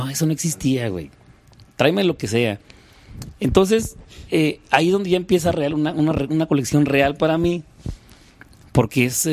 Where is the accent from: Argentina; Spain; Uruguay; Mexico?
Mexico; Durango; now in Mexico City, Mexico; Y vuelves otra vez a eso, güey, a revivirlo, lo que ya había visto allá en mi tierra, y empiezas a compartirlo con tus amigos, güey. Estando Durango más cerca de la frontera que la capital